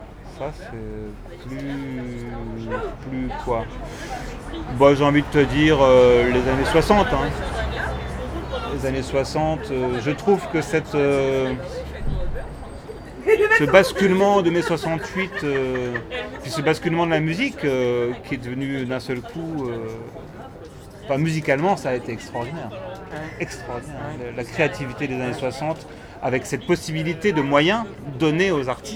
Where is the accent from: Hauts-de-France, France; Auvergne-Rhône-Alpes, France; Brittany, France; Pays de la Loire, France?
Hauts-de-France, France; Oui, je suis du Nord, ouais. On parle comme ça dans le Nord.